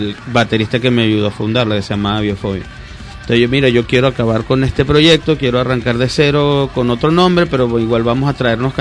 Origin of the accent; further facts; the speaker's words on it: Venezuela; now in Bogotá, Colombia; Sí, sí, desde que nos fuimos de Venezuela, Bogotá.